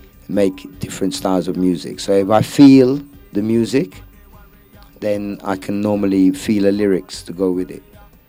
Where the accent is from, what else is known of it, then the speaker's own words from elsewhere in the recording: London, United Kingdom; born there; And I was born in London, but I started to make Jamaican music.